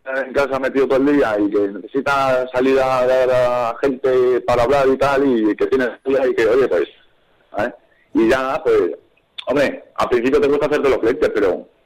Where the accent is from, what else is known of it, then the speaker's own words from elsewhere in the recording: Albacete, Castilla-La Mancha, Spain; moved away; Porque nosotros venimos de Albacete.